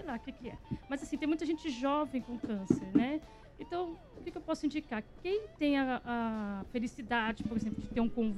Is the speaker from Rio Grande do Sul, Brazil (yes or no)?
no; Santo André, São Paulo, Brazil; now in Mogi das Cruzes, Brazil; Eu sou de Santo André, mas eu moro lá, né?